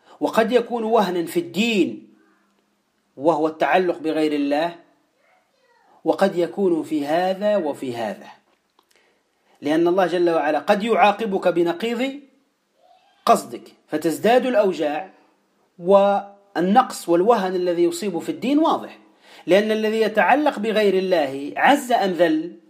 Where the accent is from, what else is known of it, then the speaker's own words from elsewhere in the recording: Tunisia; وهو الكلمة التي تقال عندنا في تونس